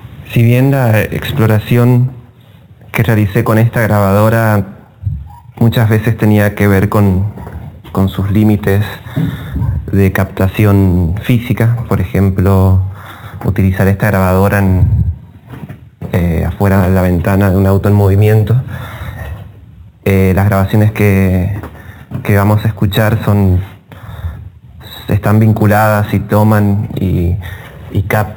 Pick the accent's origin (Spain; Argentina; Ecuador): Argentina; San Juan; also born or lived in Mendoza; Soy de San Juan. Viví 10 años en Mendoza entre el 2005 y 2015.